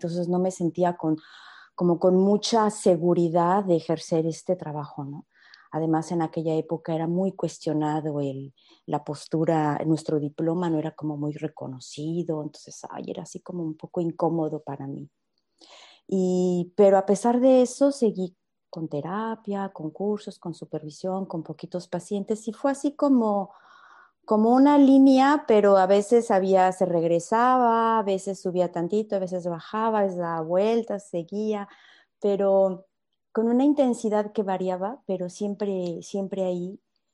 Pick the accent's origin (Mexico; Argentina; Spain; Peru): Mexico; Querétaro; moved away as an adult; now in France; soy mexicana de Querétaro y viví 27 años en México y me vine a Francia porque me casé con un francés y precisamente el mes que viene voy a cumplir 27 años también en Francia.